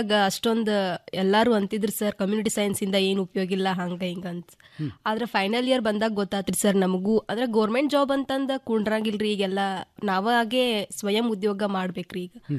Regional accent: Gokak, Karnataka, India; ಗೋಕಾಕಿಂದ ಬಂದಿದ್ದೀನಿ ಸರ್.

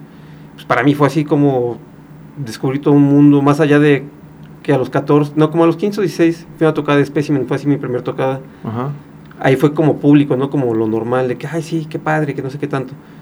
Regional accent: Atizapán de Zaragoza, State of Mexico, Mexico; yo soy del Estado de México, de Atizapán de Zaragoza.

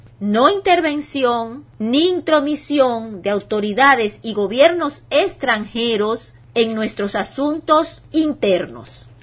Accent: Dominican Republic; el derecho que nos asiste como dominicanos

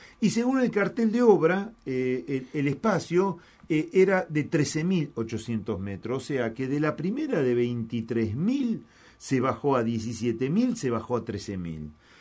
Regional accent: Buenos Aires, Argentina; es la verdad una historia para avergonzarse como porteños, ¿no?

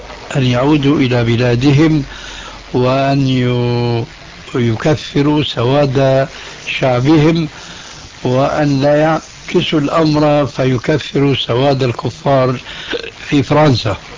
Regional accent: Syria; عندنا في سوريا من زمان

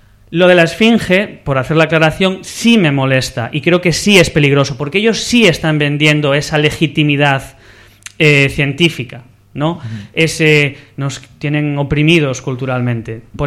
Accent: Vigo, Galicia, Spain; Yo soy de Vigo

